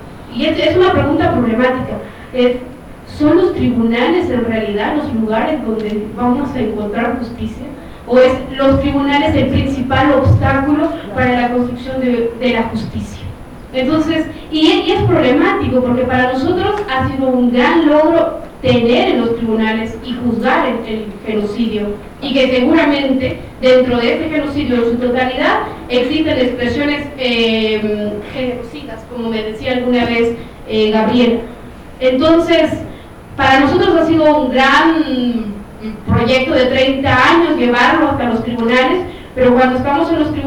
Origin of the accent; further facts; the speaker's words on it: Guatemala; de Guatemala y veo con la presentación